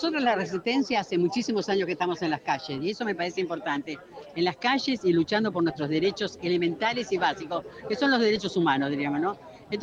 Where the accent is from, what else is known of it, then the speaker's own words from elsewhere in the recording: La Plata, Buenos Aires Province, Argentina; soy de la ciudad de La Plata. Pero venimos con alegría, con calor, pero con alegría a Buenos Ai